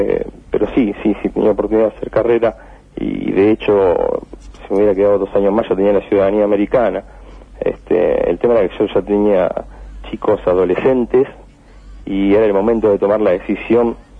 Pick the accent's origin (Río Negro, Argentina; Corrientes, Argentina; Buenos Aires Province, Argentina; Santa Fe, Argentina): Santa Fe, Argentina; Rosario; Yo nací en Rosario, uh-huh. Viví toda mi vida en Rosario y tenía muchos deseos de regresar.